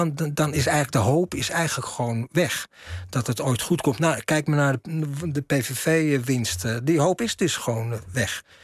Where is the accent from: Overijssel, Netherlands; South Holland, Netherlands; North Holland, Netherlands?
North Holland, Netherlands; Amsterdam; ik kom uit Amsterdam-Zuid. Hè, rivierbuurt of Overtoom geboren, maar in Amsterdam. Opgegroeid in de rivierenbuurt. Maar hier liggen ook mijn roots. Dus in die zin voel ik me thuis.